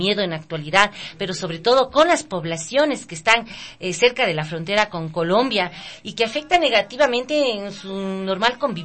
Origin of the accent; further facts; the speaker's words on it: Ecuador; ecuatorianos tengamos esa real dimensión de lo que está pasando en la frontera y cómo tenemos que actuar como ecuatorianos